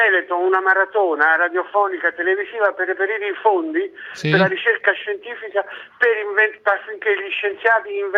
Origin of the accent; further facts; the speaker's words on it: Turin, Piedmont, Italy; sono di Torino